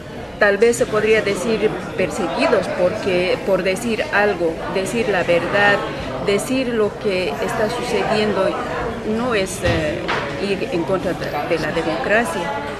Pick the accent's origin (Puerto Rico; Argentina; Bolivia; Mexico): Bolivia; Sí, yo vengo desde Bolivia